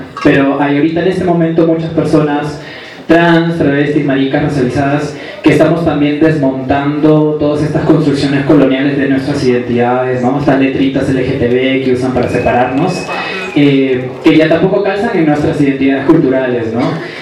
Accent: Peru; now in Bogotá, Colombia; soy travesti del Perú, y migrante aquí en Bogotá, en Colombia.

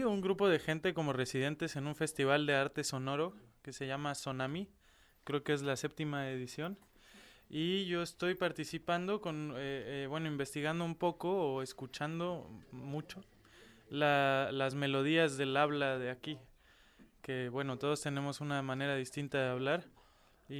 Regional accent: Cuernavaca, Morelos, Mexico; also born or lived in Mexico City; Yo soy de México, de una ciudad que se llama Cuernavaca. Una ciudad más o menos pequeñita para las dimensiones del país. Y ahí empecé a estudiar, después me fui a la Ciudad de México.

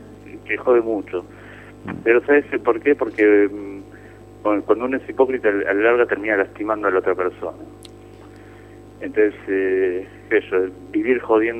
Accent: Argentina; moved away; Eso es lo que me afecta a mí como argentino que vive en el exterior.

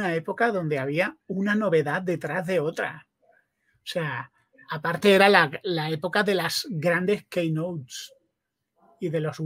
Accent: Spain; now in United States

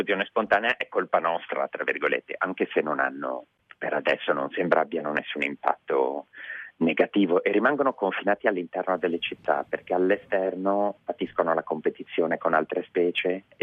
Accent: Genoa, Liguria, Italy; born there; now in Milan, Italy; sono, anche se ora vivo a Milano, sono nato a Genova.

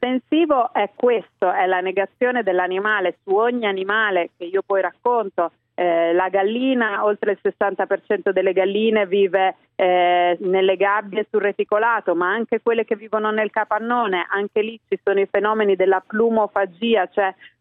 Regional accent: Emilia-Romagna, Italy; oltretutto sono romagnola

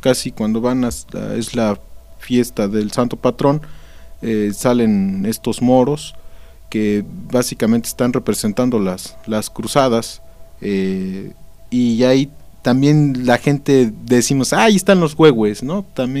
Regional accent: Puebla, Mexico; aquí en la colonia de San Baltasar, de donde soy yo

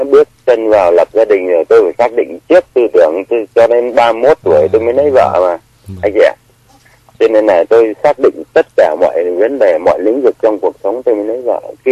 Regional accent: Hà Nam, Vietnam; Tôi quê Hà Nam.

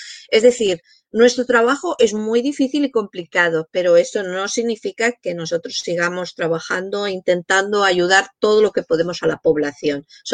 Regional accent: Madrid, Community of Madrid, Spain; vivís en mi ciudad, porque yo soy de Madrid

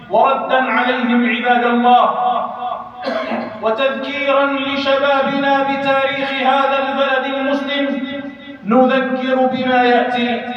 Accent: Algeria; لتبقى بلادنا الجزائر بلاداً إسلامية

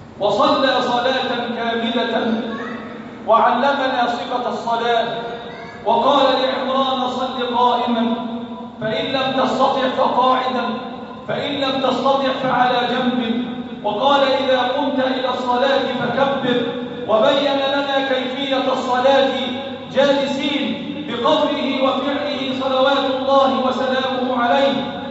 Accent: Egypt; اللهم احفظ بلدنا مصر

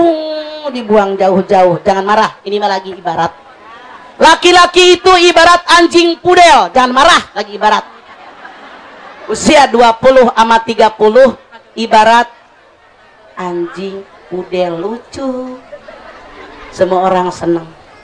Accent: Majalengka, West Java, Indonesia; mudah-mudahan bisa kita orang Majalengka sehat wal afiat

